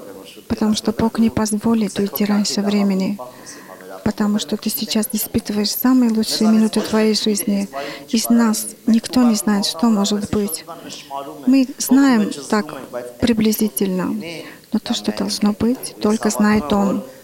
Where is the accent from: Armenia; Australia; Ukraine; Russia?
Armenia; Мы армяне, мы такие, что делать? Мы должны признать.